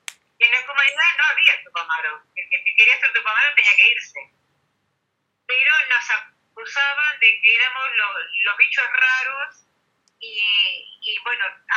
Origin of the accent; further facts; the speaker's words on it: Uruguay; Yo soy de Uruguay y mi compañero es argentino.